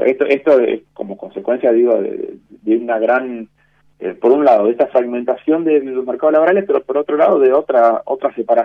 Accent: Argentina; el Estado somos nosotros, somos la sociedad argentina.

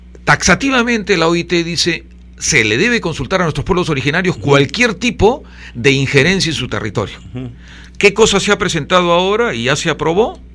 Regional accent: Lima, Peru; born there; Yo nací acá, en los Barrios Altos, en una casa con techos muy altos.

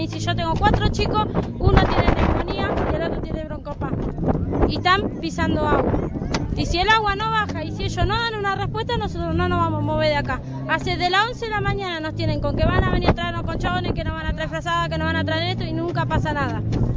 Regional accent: Argentina; A nosotros nos llueve todo y no nos trajeron nada y somos argentinos.

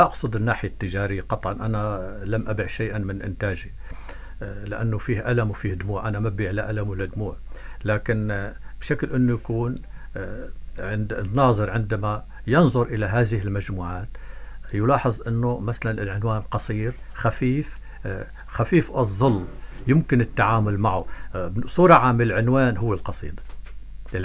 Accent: Dreikish, Tartus Governorate, Syria; لكن أنا ابن قرية جميلة جدا وكريمة بشعبة وخاصة بشهداء. أنا أحيي قرية جبل تخلي.

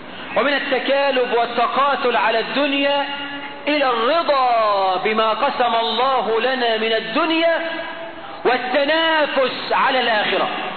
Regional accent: Egypt; عندنا في مصر

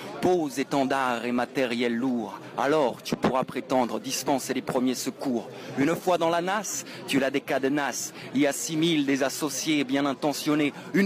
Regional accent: Auvergne-Rhône-Alpes, France; Alors, je viens d'Ardèche

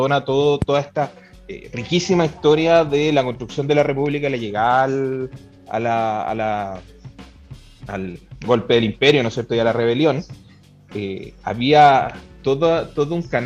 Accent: Peñaflor, Santiago Metropolitan Region, Chile; Pero yo también vengo de Peñaflor. Peñaflor había un cine, que era un cine de Peñaflor

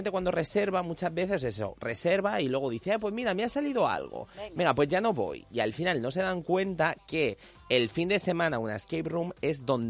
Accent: Elche, Valencian Community, Spain; Yo soy de barrio también, que yo soy de Carrús

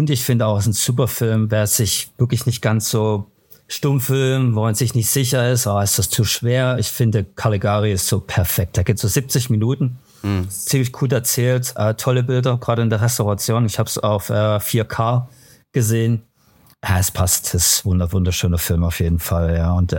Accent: Germany; also born or lived in United Kingdom; now in Switzerland; Würde ich gerne, aber ich bin Deutscher, so.

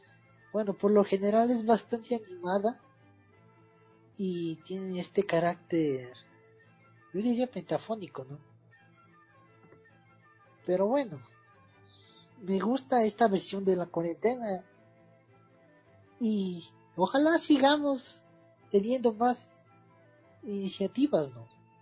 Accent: Quito, Pichincha, Ecuador; Aquí nosotros como ecuatorianos, siendo más específicos, quiteños, vemos las marchas

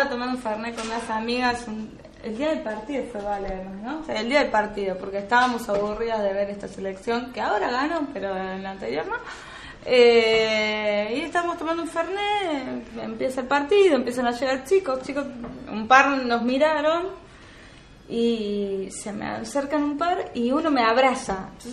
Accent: Buenos Aires, Argentina; born there; con lo cual nací en Capital Federal

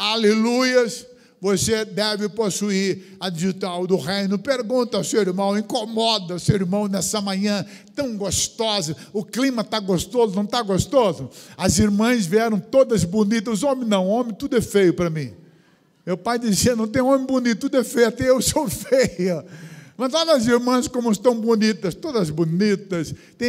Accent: Cabo Frio, Rio de Janeiro, Brazil; Eu sou natural de Cabo Frio, praias lindas, areias branquinhas.

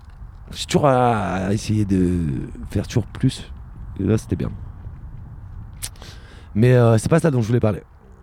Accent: Reims, Grand Est, France; Moi je viens de Reims.

